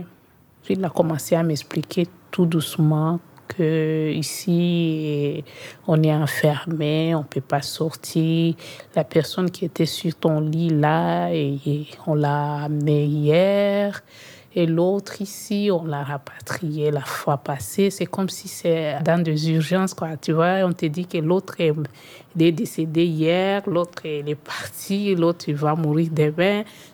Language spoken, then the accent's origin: French; South Kivu, DR Congo; moved away as an adult; now in Belgium; j'ai 30 ans et je viens de République démocratique du Congo, précisément au site Kivu. Je suis arrivée en Belgique en 2014, mais je partais en France.